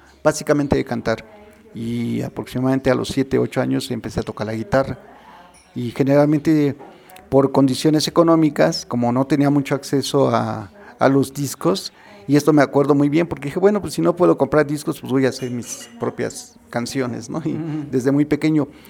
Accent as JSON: {"language": "Spanish", "region": "Mexico City", "country": "Mexico", "lives_now": "Amecameca, Mexico", "said": "sí, soy originario de la Ciudad de México, pero actualmente vivo acá en Namecameca, Estado de México, aquí cerca de los volcanes, al pie de los volcanes."}